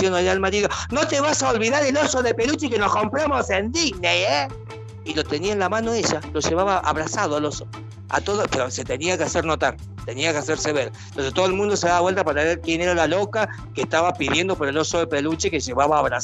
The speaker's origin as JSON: {"language": "Spanish", "country": "Argentina", "said": "yo también soy argentino, qué vergüenza esta gente, por favor."}